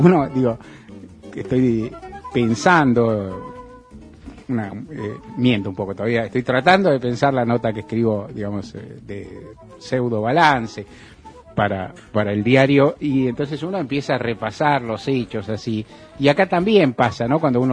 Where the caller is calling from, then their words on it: Palermo, Buenos Aires, Argentina; de Palermo, estoy llamando porque quiero saber si están en vivo o no